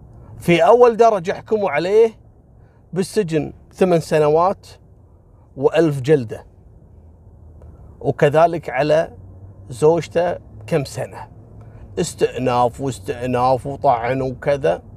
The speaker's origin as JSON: {"language": "Arabic", "country": "Kuwait", "said": "وألقوا القبض عليها هني عندنا في الكويت"}